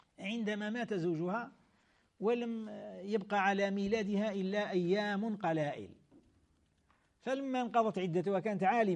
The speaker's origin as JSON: {"language": "Arabic", "country": "Algeria", "said": "احنا في بلادنا الجزائر، بلاد الخير، بلاد الإسلام"}